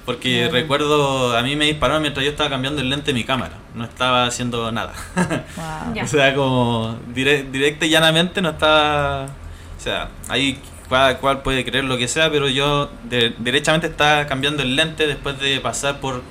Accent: Puente Alto, Santiago Metropolitan Region, Chile; Yo soy hijo de Puente, o soy de acá

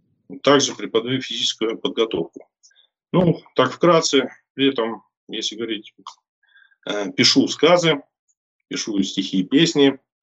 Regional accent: Akhtubinsk, Astrakhan Oblast, Russia; born there; Родился я в Астраханской губернии, в городе Ахтубинск, 67-го года рождения.

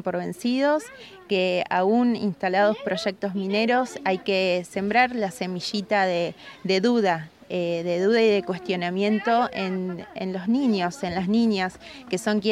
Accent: Puerto Santa Cruz, Santa Cruz, Argentina; del Movimiento Patagonia Libre. Soy de Piedra Buena, Santa Cruz, Argentina.

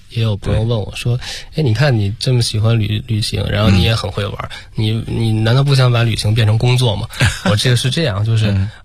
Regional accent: Beijing, China; 我觉得您像咱们北京人都知道的

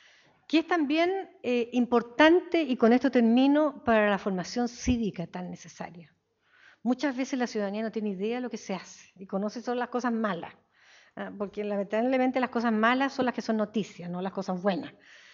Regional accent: Puente Alto, Santiago Metropolitan Region, Chile; born there; yo además nací en Puente Alto, así que soy puentealtina, una comuna bien grande.

